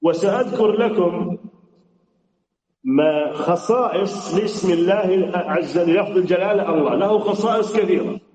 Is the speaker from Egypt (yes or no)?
no; Saudi Arabia; زي بلادنا السعودية